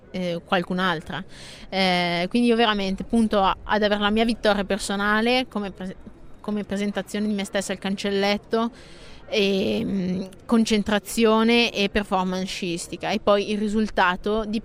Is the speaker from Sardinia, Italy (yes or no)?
no; Bergamo, Lombardy, Italy; io sono di Bergamo, e nonostante l'estate sia sempre a Bergamo